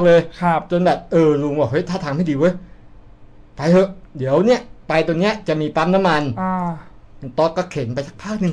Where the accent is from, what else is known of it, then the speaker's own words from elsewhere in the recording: Khon Kaen, Thailand; ลุงเขาบอกบ้านอยู่ไหนพอบอกปุ๊บว่าอยู่อำเภอหนึ่งอำเภอหนึ่งในจังหวัดขอนแก่น